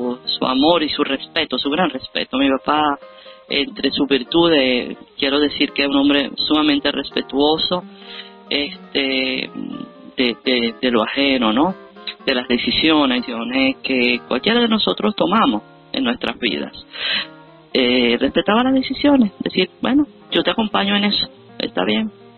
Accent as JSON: {"language": "Spanish", "town": "Rome", "region": "Lazio", "country": "Italy", "tie": "born or raised there", "also_born_or_lived": "Venezuela", "said": "Yo me crié en Italia, en Roma, mi papá se casó con una italiana, y nosotros, los cuatro hijos de maestros, vivimos en Italia, nos criamos allí"}